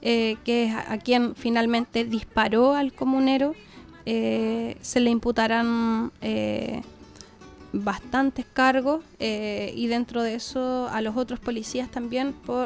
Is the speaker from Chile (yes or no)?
yes; Chile; Cómo hoy día como chilenos nosotros respetamos a aquellas personas